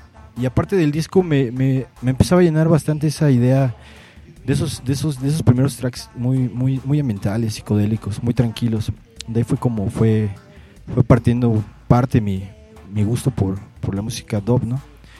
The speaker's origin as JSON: {"language": "Spanish", "town": "Iztacalco", "region": "Mexico City", "country": "Mexico", "tie": "born or raised there", "also_born_or_lived": "Los Angeles, United States", "said": "Estuve viviendo desde temprana edad hasta los 6 años en Iztacalco. De ahí estuvimos viviendo como 2 años en Los Ángeles, California. Y de ahí regresamos a Iztacalco. Hasta los 13, 14 años yo seguí viviendo ahí. Después ya la idea fue vivir en Xochimilco y así fue."}